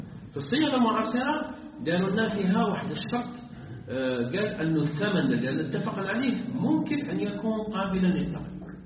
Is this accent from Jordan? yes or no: no; Algeria; بينما احنا عندنا في الجزائر مجلس اللي يفتي للبنوك الاسلاميه